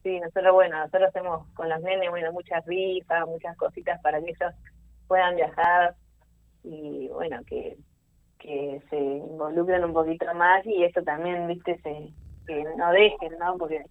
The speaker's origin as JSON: {"language": "Spanish", "town": "Otamendi", "region": "Buenos Aires", "country": "Argentina", "lives_now": "Mar del Plata, Argentina", "said": "yo soy de Otamendi, hace unos años vivo en Mar del Plata."}